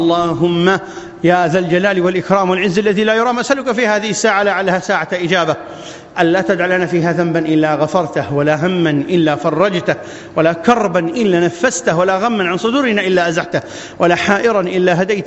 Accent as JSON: {"language": "Arabic", "country": "Iraq", "said": "أن تبسط الأمن والأمان في بلادنا العراق"}